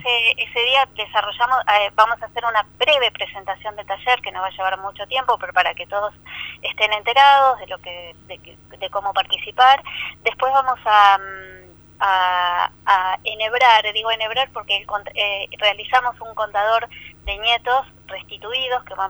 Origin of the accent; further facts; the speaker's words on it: Pigüé, Buenos Aires Province, Argentina; also born or lived in La Plata; yo estaba terminando el secundario en mi pueblo, que es Pigüé, provincia de Buenos Aires, y bueno, terminé el secundario, me fui a estudiar a La Plata